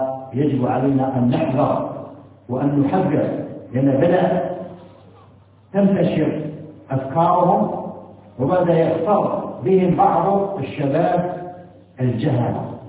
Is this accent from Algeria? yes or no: yes; Algeria; ما تتمتع به بلدنا الجزائر على ما فيها من شيء من الانحراف